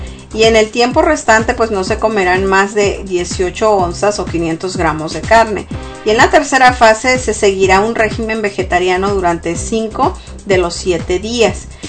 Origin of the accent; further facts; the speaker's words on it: Sonora, Mexico; yo soy del norte de México, el estado de Sonora, entonces consumimos mucha carne, los que son de Sonora sabrán.